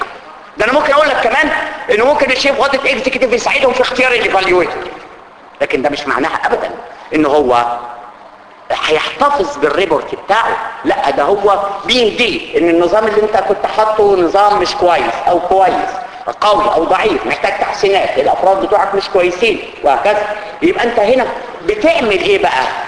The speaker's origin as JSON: {"language": "Arabic", "country": "Egypt", "said": "احنا عندنا في مصر كده"}